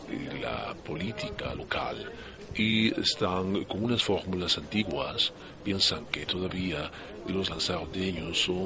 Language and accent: Spanish; Germany; yo, como usted acaba de decir, vengo de Alemania. Son muchos años viviendo allí